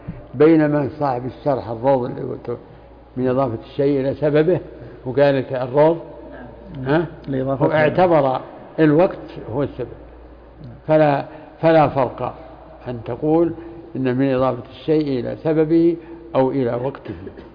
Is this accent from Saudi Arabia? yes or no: yes; Riyadh, Riyadh Province, Saudi Arabia; الآن زكاة الفطر عندنا في الرياض